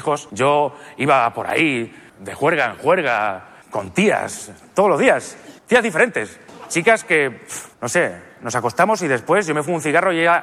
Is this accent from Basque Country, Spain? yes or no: no; Albacete, Castilla-La Mancha, Spain; Porque yo soy de Albacete.